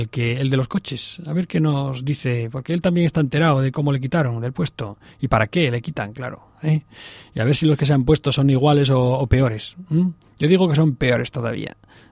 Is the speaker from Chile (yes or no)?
no; Spain; Ahora somos los españoles catedráticos en saber vivir, ¿eh?